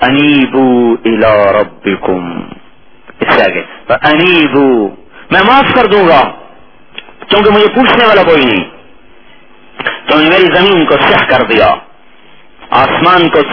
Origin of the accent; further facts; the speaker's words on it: Khanewal, Punjab, Pakistan; چلو بھائی خانے وال چھوڑ دے، میرا ضلع خانے والا شاید آپ ناراض ہو جائیں